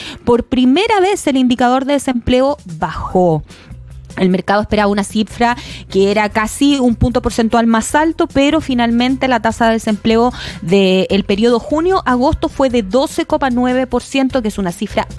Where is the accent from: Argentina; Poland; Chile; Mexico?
Chile; Viña del Mar, Valparaíso; Cuando digo la verdad a veces y digo sí, soy de Viña, también cambio la universidad.